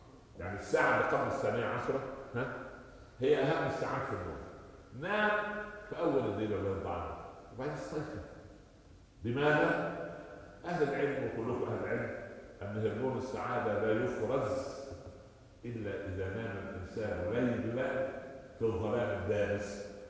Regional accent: Upper Egypt, Egypt; عندنا في الصعيد

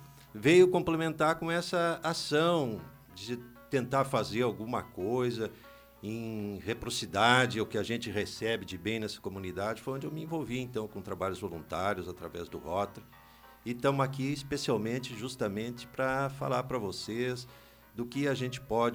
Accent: Espumoso, Rio Grande do Sul, Brazil; porque nós somos conterrâneos. Eu também sou natural de Espumoso.

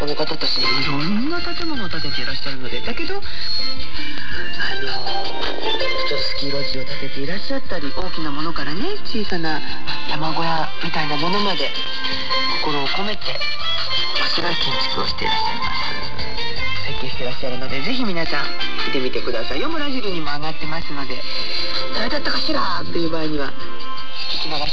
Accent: Ehime, Japan; 私は愛媛県の出身なので、いつも申し上げますが

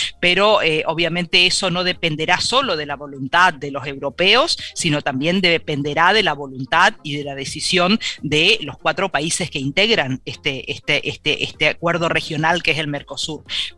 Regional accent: Corrientes, Argentina; de mi misma provincia donde yo soy, de Corrientes, Argentina, en el límite con Brasil y el límite con Paraguay. Yo soy de una región que se llama el Gran Chaco Latinoamericano

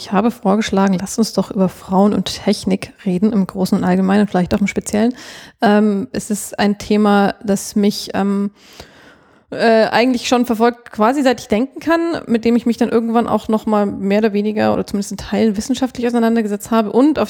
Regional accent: Munich, Bavaria, Germany; moved away as an adult; also born or lived in Hamburg; Das war so meine erste große Station außerhalb Bayerns.

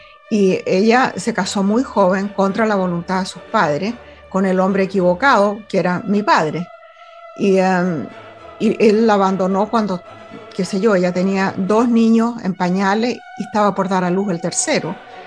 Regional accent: Venezuela; moved away as an adult; now in United States; tengo las cartas desde 1987 para adelante, porque esa fue la época en que me vine de Venezuela a vivir a los Estados Unidos, y migré a los Estados Unidos porque me enamoré de un tipo aquí.

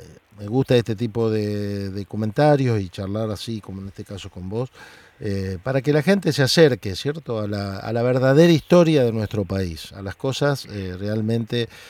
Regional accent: Santa Fe, Argentina; porque yo que vengo de Santa Fe, de la zona del litoral, ¿cierto?

